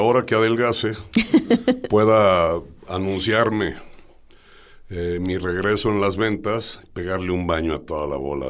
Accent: Mexico; porque como buen mexicano, pues no sé, yo vi el horario

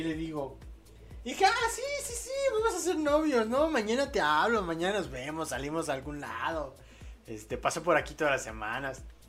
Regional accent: Mexico; ya despierto en mi país, aquí en México

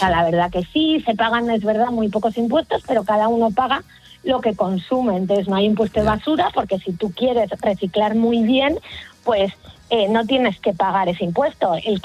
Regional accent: Spain; now in Switzerland; nosotros como españoles seguimos mucho toda la actualidad de España y la de Suiza

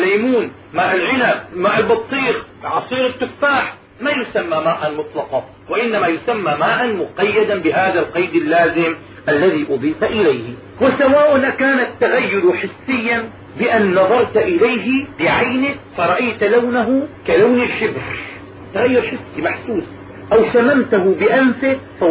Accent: Damascus, Damascus Governorate, Syria; دائما عندنا في دمشق تعزل الأنهار وتنظف في كل سنة

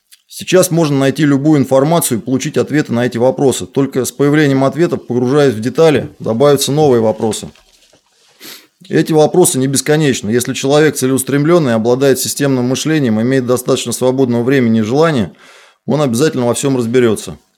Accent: Moscow, Russia; born there; Я живу, родился в Москве.

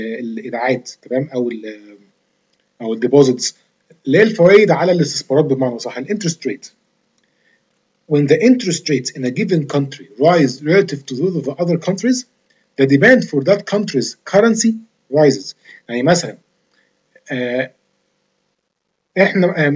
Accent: Egypt; البنك المركزي مثلا عندنا في مصر

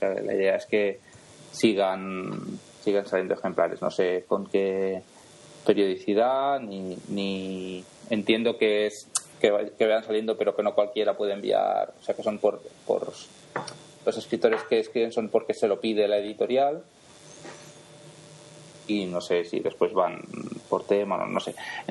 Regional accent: Moncada, Valencian Community, Spain; la entrevistaron en el programa de radio que hacen aquí en Moncada, en mi pueblo, de fantasía y ciencia ficción.

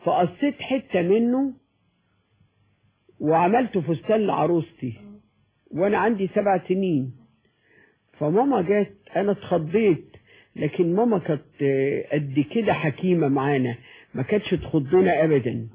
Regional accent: Mansoura, Dakahlia, Egypt; moved away; also born or lived in Cairo; لما سكننا في الحلمية لما جينا من المنصورة وسكننا في الحلمية كنا دايما نمشي الحتة دي

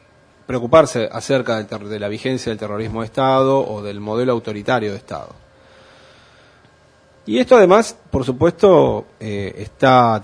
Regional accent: Argentina; No me es ajeno, por supuesto, como argentino, porque el papel de la Argentina fue particularmente oscuro en aquellos años

